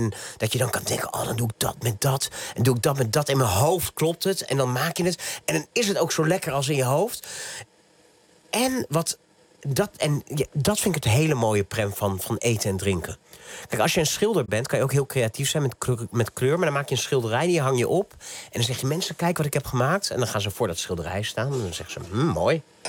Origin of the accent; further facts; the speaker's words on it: Naarden, North Holland, Netherlands; also born or lived in Bussum / Amsterdam; Ik ben geboren hier niet zo ver vandaan, in Bussum en opgegroeid in Naarden.